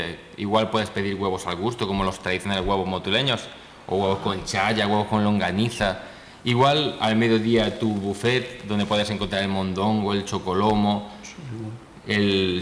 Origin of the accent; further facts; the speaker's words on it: Spain; moved away as an adult; now in Mexico; Como español que viene invitado a este hermoso proyecto